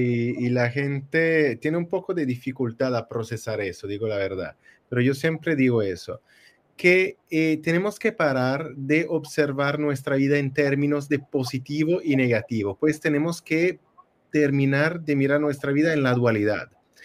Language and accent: Spanish; Italy; Spanish is a second language; Bueno, yo soy italiano, soy perdonado.